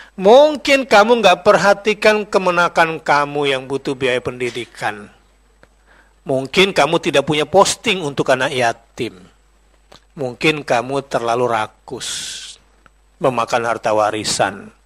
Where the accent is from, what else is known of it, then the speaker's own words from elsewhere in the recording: East Java, Indonesia; Saya Madura.